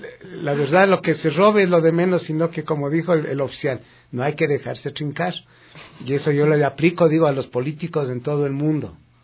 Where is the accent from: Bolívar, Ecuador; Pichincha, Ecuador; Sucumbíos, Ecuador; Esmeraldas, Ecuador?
Pichincha, Ecuador; Quito; algunos dicen que soy quiteño de cepa. Sepa usted que yo no soy quiteño de cepa. Mi mamacita es de Toacaso. Mi papá, que en paz descanse, era de Ambato.